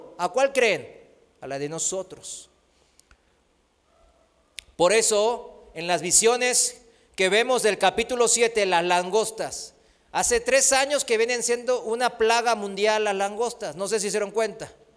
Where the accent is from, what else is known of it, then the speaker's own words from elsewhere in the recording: South Korea; Spanish is a second language; now in Mexico; en mi país, en Corea, aquí en México también